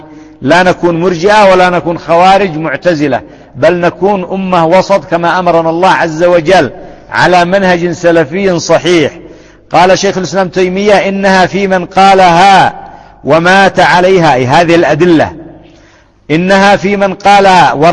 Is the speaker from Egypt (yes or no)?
no; Yemen; أضرب لكم مثال، عندنا في اليمن يعني مثال تقريبي